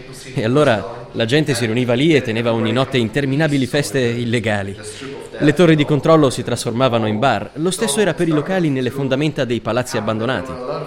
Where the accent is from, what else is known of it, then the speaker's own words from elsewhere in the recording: Berlin, Germany; Italian is a second language; also born or lived in Leipzig; Sono nato a Lipsia, ma cresciuto a Berlino Est. Il muro è caduto quando avevo solo 12 anni